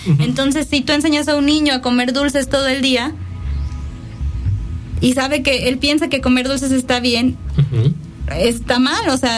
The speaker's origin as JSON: {"language": "Spanish", "country": "Mexico", "said": "Y tenemos que aprender como mexicanos"}